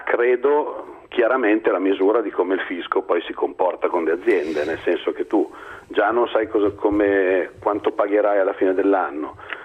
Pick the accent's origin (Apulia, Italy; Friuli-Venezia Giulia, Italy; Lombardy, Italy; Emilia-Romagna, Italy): Lombardy, Italy; ma io sono lombardo.